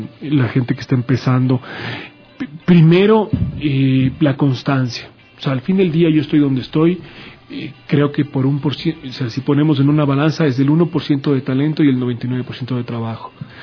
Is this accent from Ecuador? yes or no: yes; Ecuador; que sepa un poco tu idiosincrasia como ecuatoriano, que le digas, oye, que ganas de un cevichito, ¿no?